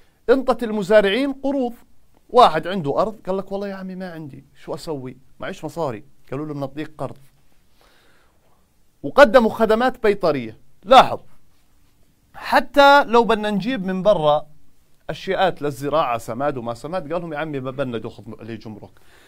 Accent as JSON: {"language": "Arabic", "country": "Jordan", "said": "شو السدود الموجودة عندنا في الأردن؟"}